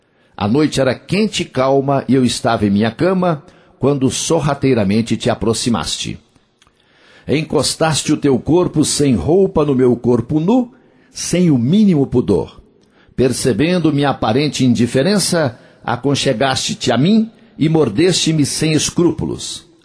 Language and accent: Portuguese; Coromandel, Minas Gerais, Brazil; lá na minha terra, em Coromandel, lá numa grande festa